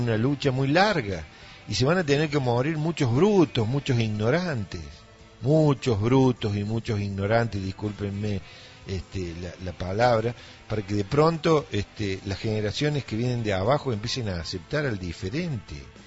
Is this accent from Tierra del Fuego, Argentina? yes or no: no; Villa Dolores, Córdoba, Argentina; en mi infancia, yo nací en Villa Dolores